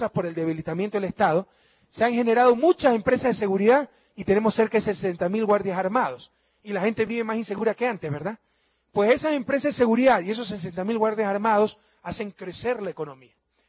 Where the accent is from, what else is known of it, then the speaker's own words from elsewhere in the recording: Ecuador; todos los ecuatorianos que pagamos 3 mil millones de dólares.